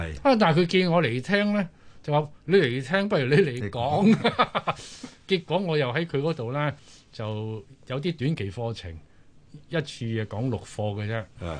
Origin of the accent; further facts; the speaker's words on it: Guangdong, China; 就翻翻我鄉下，我潮汕人